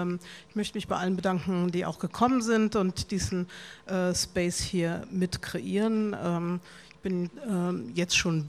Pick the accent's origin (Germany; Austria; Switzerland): Germany; Arnstadt, Thuringia; Ich bin in der DDR geboren und aufgewachsen, in Thüringen, im ältesten Ort der DDR in Arnstadt. Und das in der Nähe von Erfurt und Weimar.